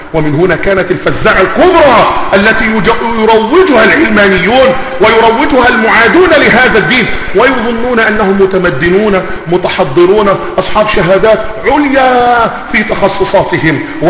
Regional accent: Egypt; ولا أقول لك لأنك مصري وإني مصري الحق

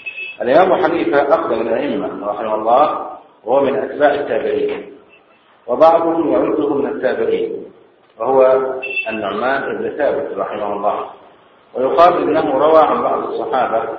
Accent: Egypt; فنحن الآن في بلدنا مصر بالذات

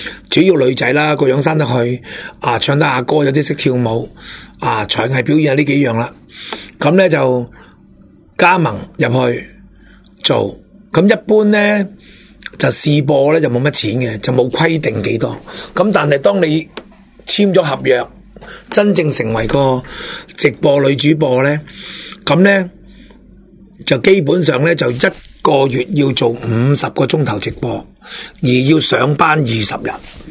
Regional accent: Hong Kong; 我哋香港人嘅核心价值从来都冇民主

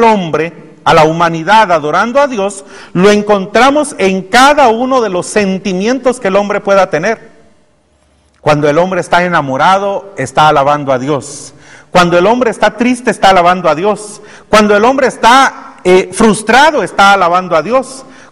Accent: Guatemala; nosotros como guatemaltecos y una parte de mexicanos y hondureños fuimos creados del maíz

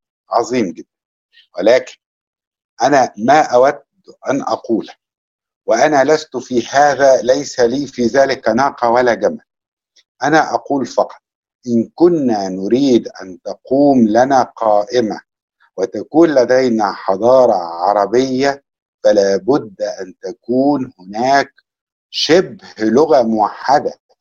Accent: Egypt; أو كمصري لأدبي ولثقافتي أنا أعتقد أنها مختلفة

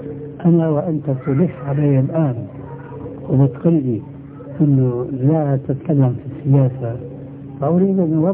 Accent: Syria; إما كما يقولون عندنا في سوريا يسند الحيطان

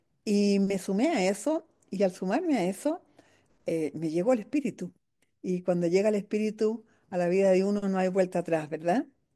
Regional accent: Chile; una vez que fui al exilio durante la dictadura militar aquí en mi país, en el exilio estuve haciendo mucho trabajo para ayudar a lo que estaba sucediendo acá en Chile.

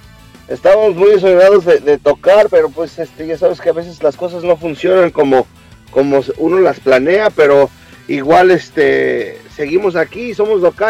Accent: California, United States; de donde nosotros somos, de Orange County, nos queda a 2 horas, así que a 2 horas de México está este lugar

